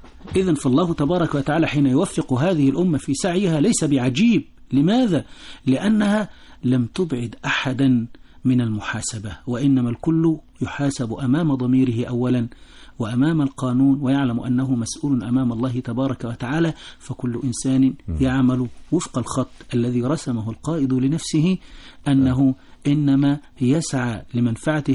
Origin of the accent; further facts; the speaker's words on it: Egypt; لها مردود أنها وفرت لي كمصري شيء مما أستحقه في هذه الحياة